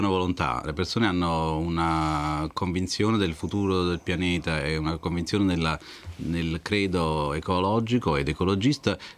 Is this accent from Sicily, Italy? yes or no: no; Campania, Italy; now in Milan, Italy; che sapevo che esistesse lì in Campania, essendo io campano, anche se vivo a Milano